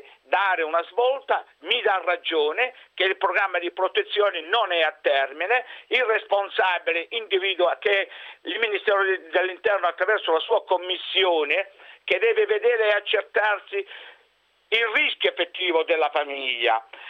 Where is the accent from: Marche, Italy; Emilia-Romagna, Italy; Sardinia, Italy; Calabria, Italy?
Calabria, Italy; moved away as an adult; non possiamo far più rientro nella mia terra, nella mia Calabria